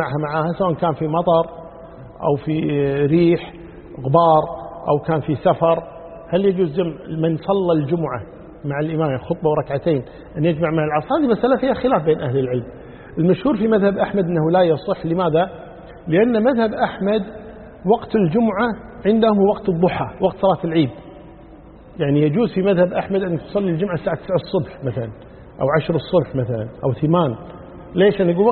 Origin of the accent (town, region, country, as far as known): Kuwait